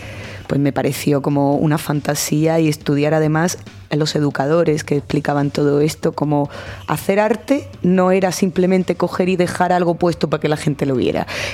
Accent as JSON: {"language": "Spanish", "town": "Alcalá de Guadaíra", "region": "Andalusia", "country": "Spain", "tie": "born or raised there", "said": "después de vivir en Pino Montano un tiempo, el principio del instituto lo hice en un pueblo que se llama Alcalá de Guadaíra, que es donde me he criado prácticamente y es de donde viene mi forma de hablar probablemente también."}